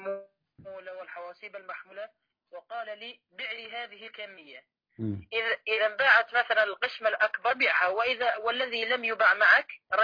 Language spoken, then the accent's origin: Arabic; Syria; أنا من سوريا